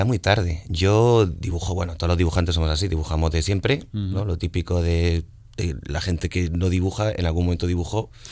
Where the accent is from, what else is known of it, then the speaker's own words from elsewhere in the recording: Granada, Andalusia, Spain; also born or lived in Madrid; Yo he nacido en Madrid, pero soy granadino. Vale. He crecido en Granada, me he formado en Granada, me he metido en mi primera borrachera en Granada, me he creado yo como persona en Granada